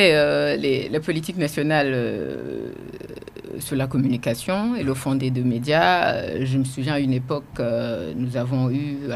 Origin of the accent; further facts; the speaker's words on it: Burundi; Nous sommes des Burundais avant d'être des journalistes.